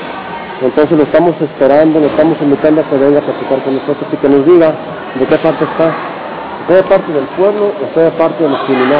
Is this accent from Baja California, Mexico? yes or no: no; Aquila, Michoacán, Mexico; Somos una familia de Aquila pobre, humilde, que sabemos respetar, que somos de palabra.